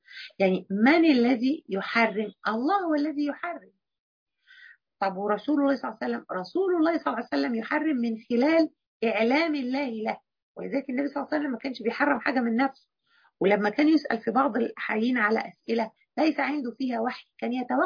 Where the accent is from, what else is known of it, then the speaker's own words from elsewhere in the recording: Egypt; يعني أنا قصدي حرام بتاعتنا احنا كمصريين اللي هي اخص عليك ما يصحش